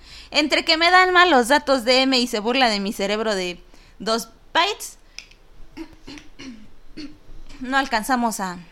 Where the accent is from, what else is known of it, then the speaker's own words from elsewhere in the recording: Mexico; Es complicado dar las efemérides de la semana porque yo soy de México.